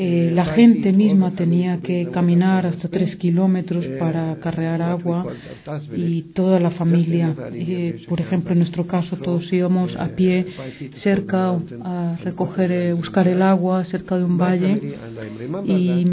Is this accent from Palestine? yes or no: yes; Dheisheh, West Bank, Palestine; Para explicar un poco cómo surgió Deisha, el campo de Deisha, de donde vengo yo